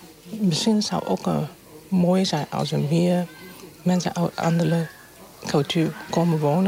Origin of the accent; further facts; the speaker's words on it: Hong Kong; now in Netherlands; Ik kom uit Hongkong.